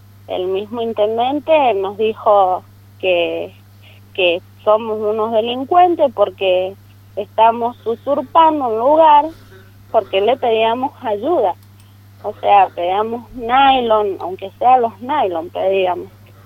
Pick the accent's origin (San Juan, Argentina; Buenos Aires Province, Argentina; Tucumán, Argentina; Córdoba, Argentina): Buenos Aires Province, Argentina; Pedriel; Y nosotros somos de Pedriel, nos inundamos, son 57 familias